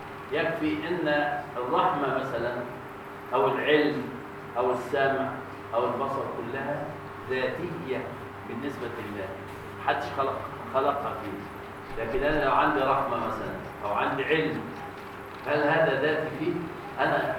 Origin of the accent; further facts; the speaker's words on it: Egypt; النصف الاخير عندنا في مصر غير النصف الاخير في ماليزيا